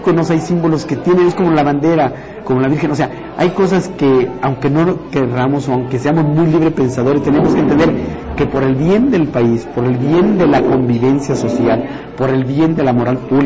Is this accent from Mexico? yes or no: yes; Mexico; también como mexicano te sientes mal si el presidente sale y habla